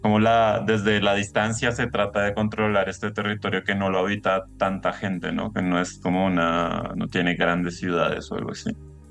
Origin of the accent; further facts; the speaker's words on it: Colombia; que yo soy de Colombia, ¿no? Yo soy colombiano de Colombia